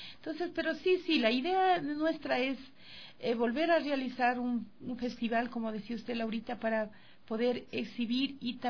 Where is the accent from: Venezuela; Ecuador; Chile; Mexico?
Ecuador; Yanayaco; en mi tierra, porque a mí me conocieron solista y en mi parroquia en Yanayaco, mucha gente apoya, mucha gente ha apoyado.